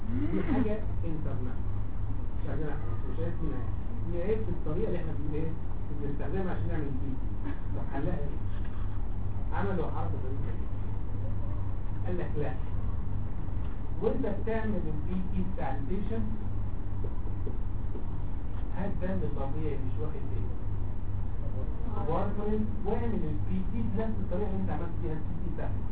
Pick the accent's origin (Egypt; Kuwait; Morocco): Egypt; لو انت رحت في المعامل اللي عندنا في مصر اي حته في مصر